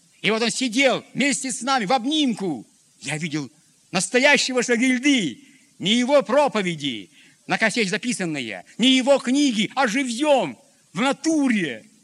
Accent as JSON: {"language": "Russian", "town": "Pavlodar", "region": "Pavlodar Region", "country": "Kazakhstan", "said": "Я говорю, Петр Данилович, я вот из Павлодара."}